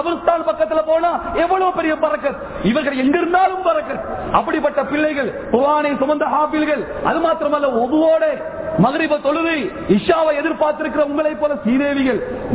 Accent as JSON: {"language": "Tamil", "town": "Hatton", "region": "Central Province", "country": "Sri Lanka", "accent": "Estate Tamil", "said": "நான் ஹெட்டன்காரன், எஸ்டேட்ல உள்ள தமிழ்ல தான் பேசுறேன், சுத்த தமிழ் நமக்கு தெரியாது."}